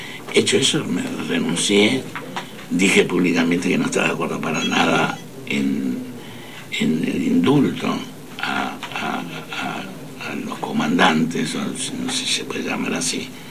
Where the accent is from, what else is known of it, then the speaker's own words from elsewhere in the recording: Argentina; nosotros no somos europeos, somos argentinos y vivimos en Sudamérica.